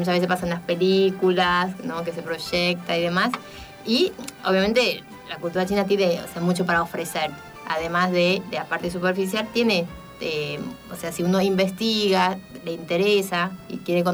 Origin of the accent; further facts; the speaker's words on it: Taiwan; uno como taiwanés siente que nos puede representar. O sea, por eso estoy acá, hablando de cultura china, pero yo soy de Taiwán